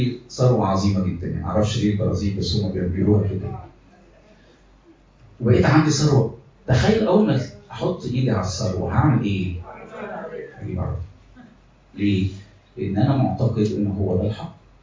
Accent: Egypt; احنا مصريين قوي يعني، زي المصريين كده

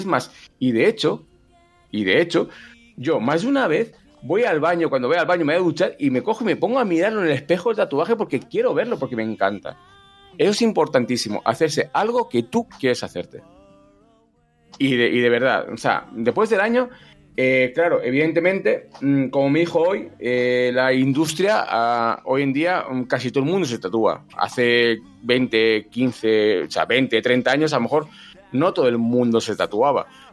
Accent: Valladolid, Castile and León, Spain; Soy de Valladolid, evidentemente.

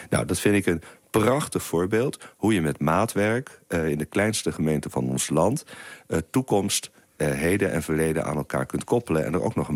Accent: Holland, Netherlands; moved away as an adult; Ik kom zelf uit Holland, zoals het hier heet. Ik ben daar geboren en getogen uit Brabantse ouders.

